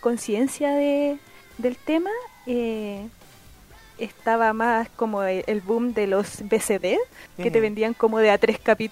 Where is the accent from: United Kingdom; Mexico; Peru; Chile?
Chile; Puente Alto, Santiago Metropolitan Region; yo soy de Puente Alto, mi origen están ahí